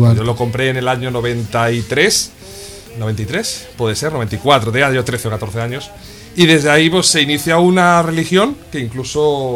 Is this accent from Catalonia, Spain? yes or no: yes; Catalonia, Spain; Yo soy catalán, o sea que soy medio español solo.